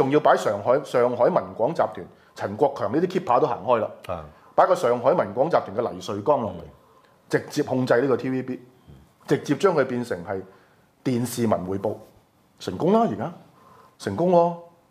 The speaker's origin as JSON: {"language": "Cantonese", "country": "Hong Kong", "said": "我覺得最慘係咩咧？作為香港人"}